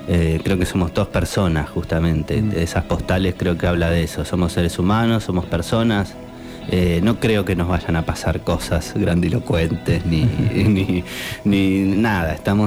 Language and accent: Spanish; Buenos Aires, Argentina; now in Colón, Argentina; Yo soy de Buenos Aires, hace 4 años que vivo en Colón.